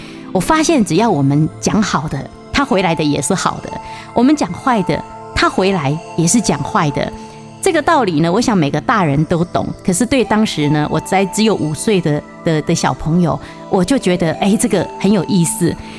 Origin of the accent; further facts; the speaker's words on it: Taiwan; 它的芽菜跟我们台湾人的芽菜不太一样